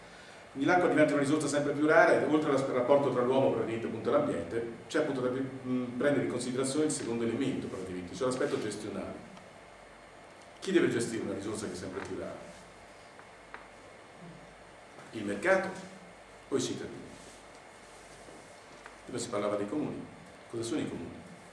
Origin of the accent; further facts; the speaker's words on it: Milan, Lombardy, Italy; Io vengo da Milano, dove praticamente risorgeva tutta l'acqua, zampilla, nelle varie parti della città, zona San Siro.